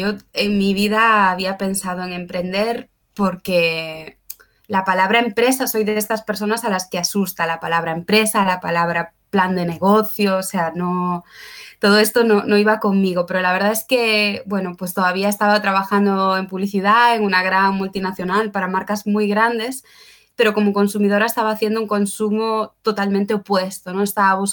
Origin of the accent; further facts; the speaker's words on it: Galicia, Spain; now in Barcelona, Spain; Soy de Galicia, soy de una aldea, pero llevo ya unos cuantos años viviendo en Barcelona.